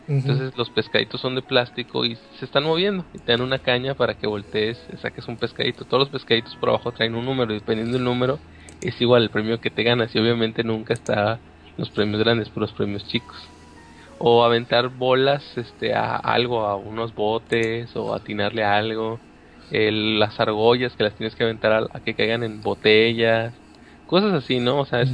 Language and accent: Spanish; Monterrey, Nuevo León, Mexico; Acá en Monterrey, como sabrán, yo soy regio.